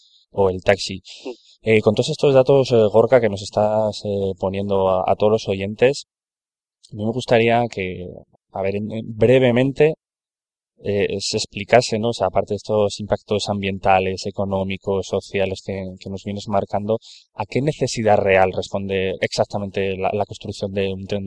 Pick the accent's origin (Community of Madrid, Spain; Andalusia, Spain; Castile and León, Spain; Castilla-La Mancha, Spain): Castilla-La Mancha, Spain; Guadalajara; yo soy natural de Guadalajara